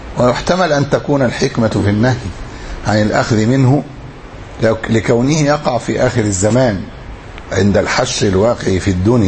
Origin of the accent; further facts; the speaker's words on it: Egypt; احنا عندنا في أسوان وما حولها